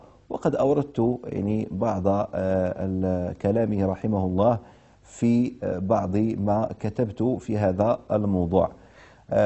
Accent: Morocco; بلدي الأصلي المملكة المغربية والبلد المستضيف لهذه الحلقات وهي دولة الكويت الشقيقة

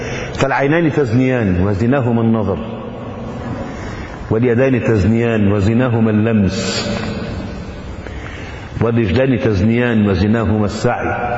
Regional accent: Egypt; المخيط الإبرة الكبيرة بيسموها عندنا في مصر نيبر

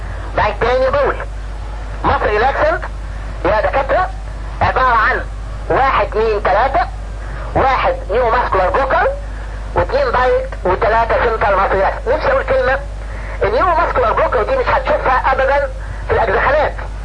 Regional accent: Egypt; الناس عندنا في مصر اي واحد عنده اكتئاب يقول له روح خد اميتريبتالين

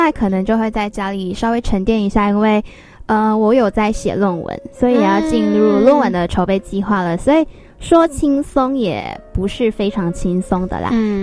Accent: Malaysia; 如果知道我是马来西亚人的话，都会知道说我暑假不可免俗的都会回家。

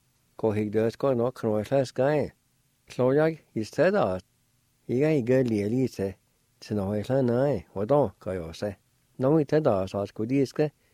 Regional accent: Jay, Oklahoma, United States; He mentioned some of the people that I grew up with around Jay a long time ago.

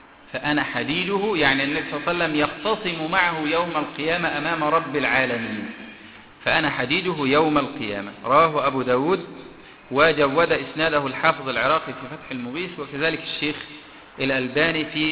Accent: Egypt; اللي عندنا في مصر

